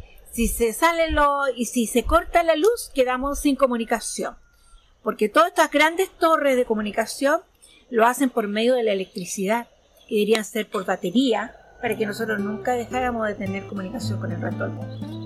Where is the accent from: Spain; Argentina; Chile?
Chile; Docamávida, Maule; vengo de la comunidad de Docamávida, es una comunidad absolutamente agrícola, a 30 kilómetros de la playa.